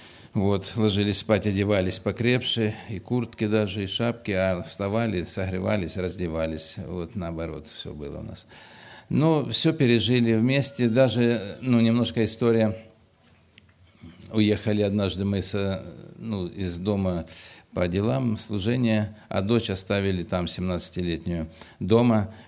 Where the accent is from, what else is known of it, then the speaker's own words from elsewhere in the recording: Kurganinsk, Krasnodar Krai, Russia; moved away as an adult; now in Georgia; я тоже переселенец из Краснодарского края, в Грузии живу 16 лет, из Курганинска, с семьей мы переселились, и так вот живем уже, ну так, 16 лет